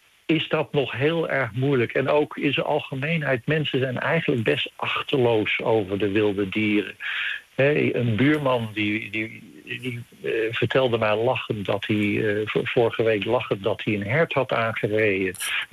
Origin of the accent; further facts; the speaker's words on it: Netherlands; als Nederlander, ik voel me nog steeds in het paradijs met al die dieren om me heen.